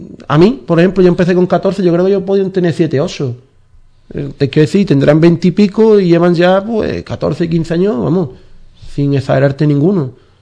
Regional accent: Cádiz, Andalusia, Spain; somos de esta tierra, somos de Cádiz, somos andaluces

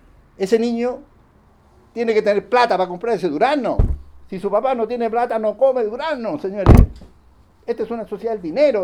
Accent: Chile; Yo me quedé como buen chileno, me dije, esta señora

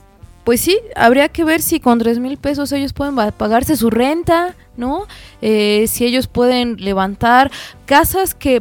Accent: Mexico; la mayoría de nosotros somos mexicanos y mexicanas de a pie

